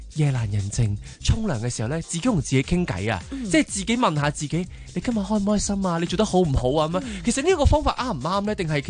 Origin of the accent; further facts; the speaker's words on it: Hong Kong; 我哋香港人